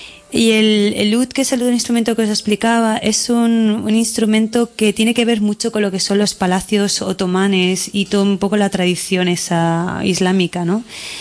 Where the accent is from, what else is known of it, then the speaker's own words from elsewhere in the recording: Barcelona, Catalonia, Spain; yo soy de Barcelona